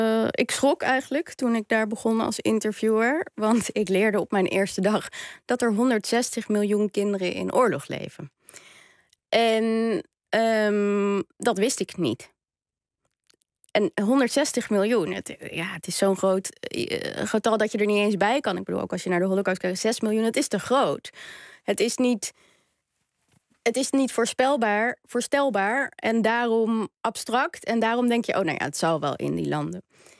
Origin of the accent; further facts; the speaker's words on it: Amsterdam, North Holland, Netherlands; ik kom uit Amsterdam-Zuid